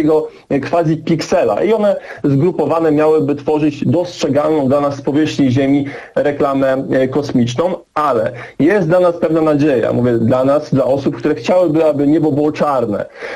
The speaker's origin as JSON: {"language": "Polish", "town": "Toruń", "region": "Kuyavian-Pomeranian Voivodeship", "country": "Poland", "said": "jestem z Turnia."}